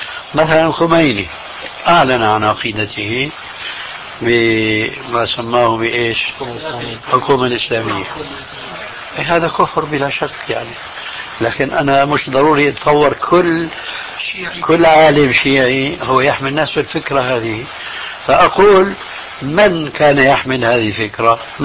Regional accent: Syria; لا، إذن كما يقولون عندنا في الشام، ابعد عن الشر والنيله

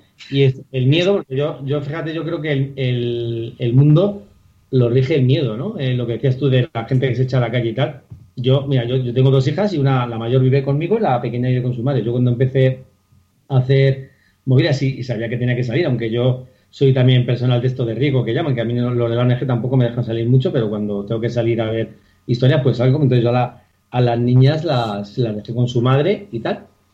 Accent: Madrid, Community of Madrid, Spain; yo soy de Vallecas

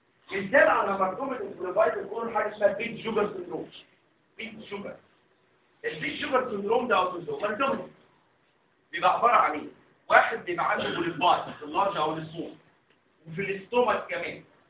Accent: Egypt; ده مهم مهم عندنا في مصر

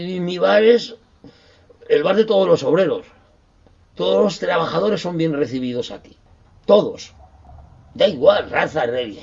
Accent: Calatayud, Aragon, Spain; born there; Bueno, nací en Calatayud.

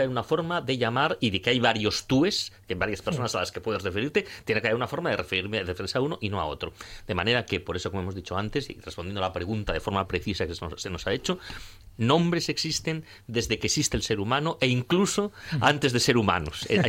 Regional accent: Valladolid, Castile and León, Spain; yo he oído una vez a una señora mayor en mi pueblo, en Valladolid

